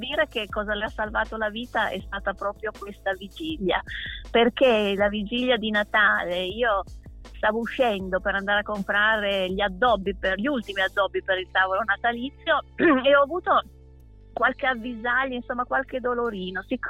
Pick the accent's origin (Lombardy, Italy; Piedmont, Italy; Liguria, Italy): Piedmont, Italy; Alba; Sì, io sono di Alba, sì.